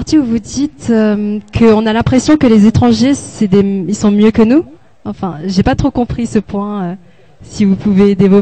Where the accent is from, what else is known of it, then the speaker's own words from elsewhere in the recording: France; en tant que Français moyen